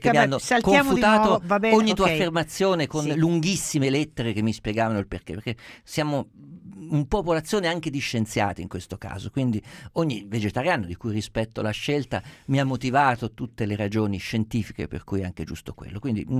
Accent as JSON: {"language": "Italian", "region": "Umbria", "country": "Italy", "said": "ho dovuto portare mio figlio maggiore a Narni, città che conosco essendo io umbro"}